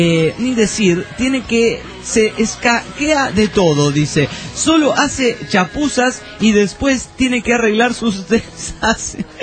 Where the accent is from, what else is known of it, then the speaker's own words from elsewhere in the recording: San Juan, Argentina; soy de San Juan, en la República Argentina.